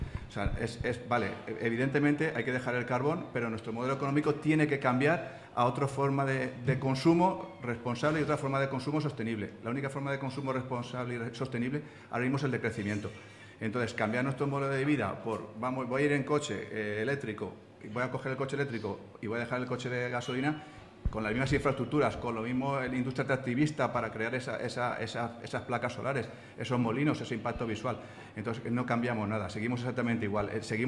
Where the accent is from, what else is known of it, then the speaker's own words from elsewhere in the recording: Casas Ibáñez, Castilla-La Mancha, Spain; Yo soy de Casas Ibáñez y tenemos tres proyectos de huertos solares